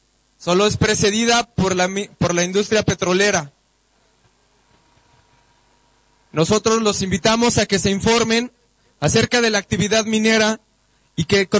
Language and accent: Spanish; San Luis Potosí, Mexico; vengo de San Luis Potosí